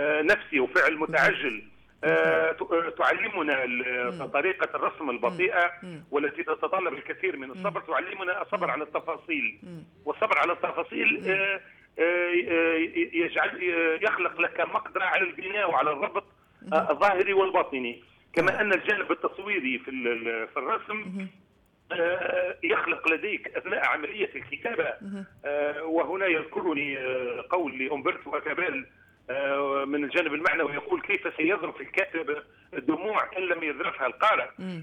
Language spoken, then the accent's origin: Arabic; Douz, Kebili Governorate, Tunisia; بالإضافة لعلاقتي بجوز هي مدينتي التي لم أقم فيها إلا في فترات الإجازات, يعني أنا الآن عمري 57 سنة لم أقيم في دوز إلا في سنة واحدة سنة البكالوريا